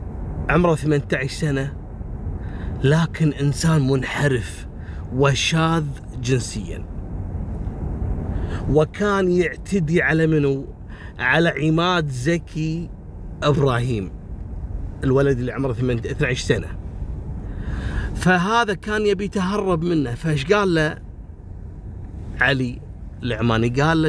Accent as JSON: {"language": "Arabic", "country": "Kuwait", "said": "هذا عندهم من كبائر القضايا الجنائية اللي تحصل عندنا في الكويت"}